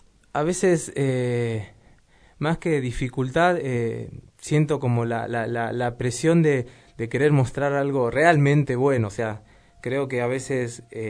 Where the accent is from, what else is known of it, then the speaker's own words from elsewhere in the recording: Moreno, Buenos Aires Province, Argentina; born there; yo nací acá, en Moreno